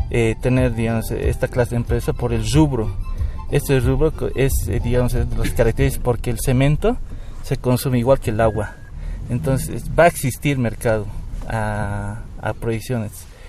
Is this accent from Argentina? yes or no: no; La Paz, Bolivia; Yo soy paceño, me he formado en la Escuela Militar de Ingeniería de La Paz, en la carrera de Ingeniería Industrial.